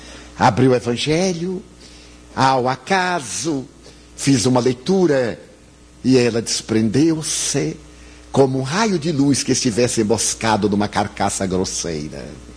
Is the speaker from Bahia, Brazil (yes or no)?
yes; Bahia, Brazil; Como eu sou baiano, eu devo ter aqui uma boa percentagem, o que eu sou é pálido, não é branco. Eu sou pálido.